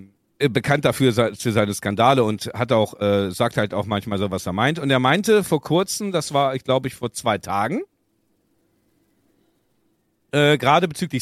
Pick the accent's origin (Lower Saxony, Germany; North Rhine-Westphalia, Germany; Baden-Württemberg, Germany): Lower Saxony, Germany; Göttingen; ich komme ja aus Göttingen, da ist halt Upal oben. Also auf jeden Fall, Upal hat eine Einwohnerzahl von 500 Personen.